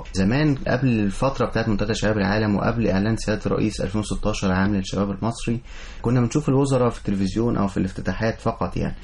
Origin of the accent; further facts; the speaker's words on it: Egypt; انا كشاب مصري ان انا هقود البلد قدام